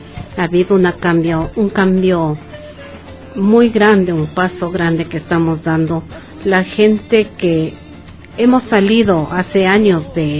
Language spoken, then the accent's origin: Spanish; Zuleta, Imbabura, Ecuador; yo nací en Zuleta. Toda mi familia vivió, nació en Zuleta. Hasta hace unos 15 años mis padres vivían también en Zuleta. Hoy ya emigraron a Ibarra